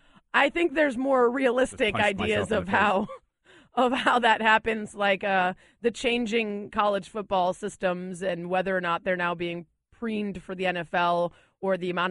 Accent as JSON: {"language": "English", "town": "Chicago", "region": "Illinois", "country": "United States", "said": "Like, I'm from Chicago. If Jay Cutler doesn't throw three picks, I think it's a good job."}